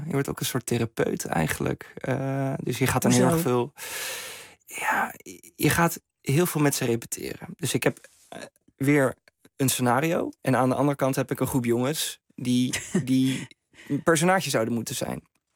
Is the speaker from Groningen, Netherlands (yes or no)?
yes; Veendam, Groningen, Netherlands; Ik ben opgegroeid in Veendam, in Oost-Groningen. Ik heb een hele te gekke jeugd gehad in Borgercompagnie op mijn basisschool.